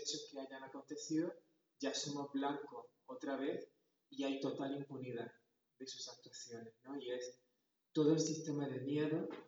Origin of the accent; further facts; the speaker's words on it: Andalusia, Spain; moved away as an adult; now in Xalapa, Mexico; vengo de Andalucía, en el sur de España, aunque desde hace unos meses radico en Jalapa, en el estado de Veracruz